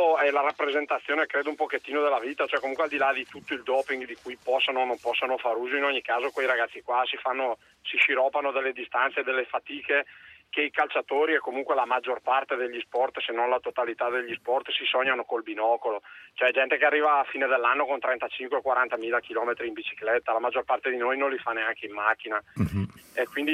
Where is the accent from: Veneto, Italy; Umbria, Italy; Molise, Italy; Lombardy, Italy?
Lombardy, Italy; Brescia; E poi da esulo un momentino da bresciano, mi dispiace molto per il mio Brescia